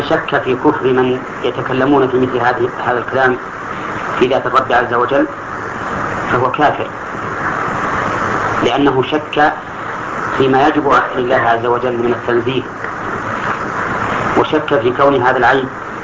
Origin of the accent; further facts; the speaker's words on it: Al-Qassim, Saudi Arabia; عندنا في القصيم لا ذكر لها إطلاقا وهي ميتة